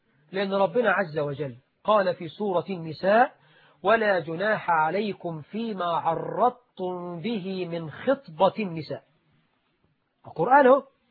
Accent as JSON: {"language": "Arabic", "country": "Egypt", "said": "طبعا احنا عندنا في مصر الواحد بيتجوز يقعد لك أسبوع ما يخرجش من البيت"}